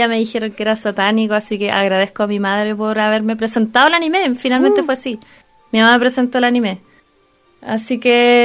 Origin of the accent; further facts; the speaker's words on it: Concepción, Biobío, Chile; yo soy de Concepción y hay un canal regional allá en Concepción que se ve solo allá